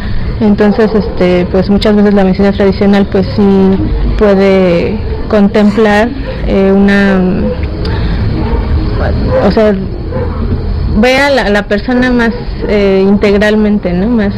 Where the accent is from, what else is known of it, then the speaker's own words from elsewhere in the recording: Mexico City, Mexico; vengo de la Ciudad de México, de una colonia que se llama San Juan de Aragón.